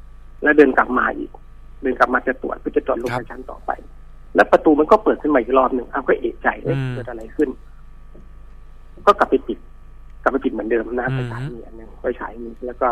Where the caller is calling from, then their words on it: Bangkok, Thailand; ผมอยู่แถวลาดตำลิครับแถวสนามม้านางเลิ้งครับ